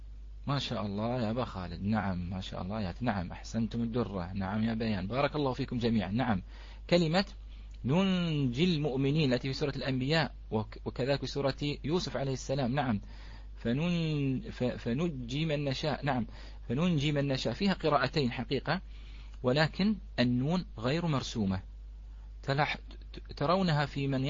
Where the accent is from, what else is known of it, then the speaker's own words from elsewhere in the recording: Bahrain; هذه نحن عندنا في البحرين كلمة ليوان